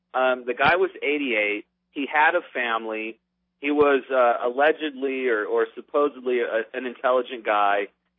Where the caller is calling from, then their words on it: Las Vegas, Nevada, United States; in Las Vegas.